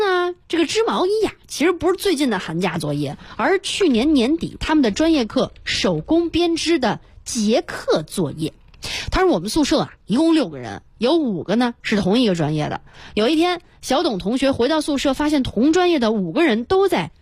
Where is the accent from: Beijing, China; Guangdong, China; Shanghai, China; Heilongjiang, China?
Beijing, China; 咱们北京人、中国人